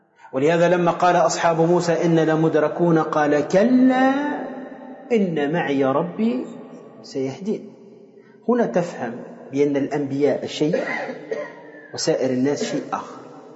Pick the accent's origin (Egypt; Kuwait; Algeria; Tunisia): Tunisia; عندنا في تونس عندهم يعني كالنشيد ينشدونه فيما يسمى بالحضرة